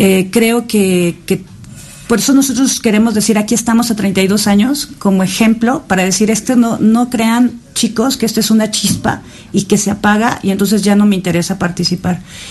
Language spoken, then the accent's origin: Spanish; Mexico; Tenemos este carácter como mexicanos